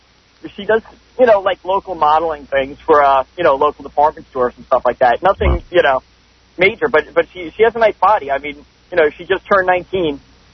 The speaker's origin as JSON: {"language": "English", "region": "New York", "country": "United States", "said": "Yeah. I'm from Long Island."}